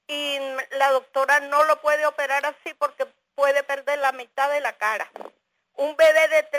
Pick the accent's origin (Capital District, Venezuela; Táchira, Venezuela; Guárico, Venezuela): Guárico, Venezuela; Nosotros somos del Guárico